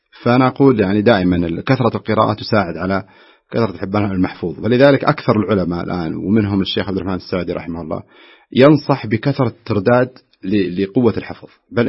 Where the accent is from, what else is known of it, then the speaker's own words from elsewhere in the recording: Najd, Saudi Arabia; منتشرة عندنا في نجد بالأصح